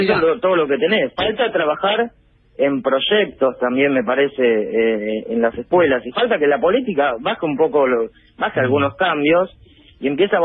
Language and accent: Spanish; Avellaneda, Buenos Aires Province, Argentina; yo soy de Avellaneda y laburé siempre acá.